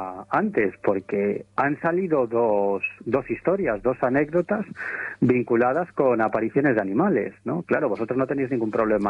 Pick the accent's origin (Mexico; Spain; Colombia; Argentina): Spain; Galicia; Eso también tiene que ver con el carácter gallego, te lo digo porque yo soy gallego.